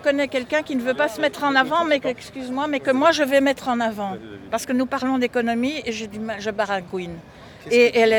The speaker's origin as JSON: {"language": "French", "town": "Belœil", "region": "Wallonia", "country": "Belgium", "said": "parce qu'on vient de Belœil et lui de plus loin"}